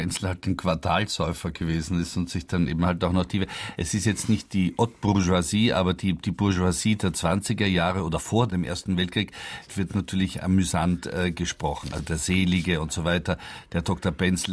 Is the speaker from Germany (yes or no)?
no; Vienna, Austria; Weil es ist ganz Wiener. Also ich kenne das als Wiener.